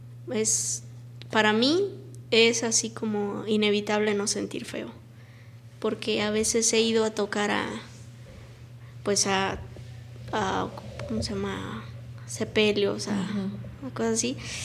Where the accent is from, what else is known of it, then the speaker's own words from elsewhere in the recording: Cuernavaca, Morelos, Mexico; cuando yo digo, soy de Cuernavaca, soy de Morelos.